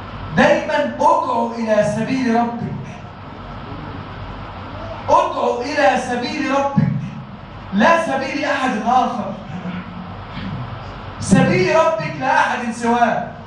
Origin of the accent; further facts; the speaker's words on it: Egypt; اجعل بلدنا مصر بلدا آمنا وسائر بلاد المسلمين يا رب العالمين